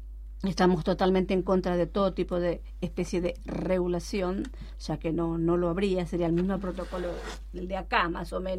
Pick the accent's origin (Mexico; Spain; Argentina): Argentina; Chaco; Yo soy una mujer chaqueña, yo vine de allí, yo soy hija de una mujer que tuvo muchos hijos, analfabeta, vine analfabeta acá